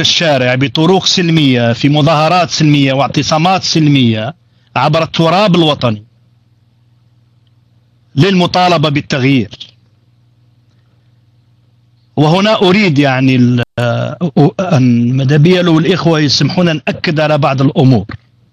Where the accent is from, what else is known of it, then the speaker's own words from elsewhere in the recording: Algeria; حزب كان أو منظمة مجتمع المدني في بلدنا الجزائر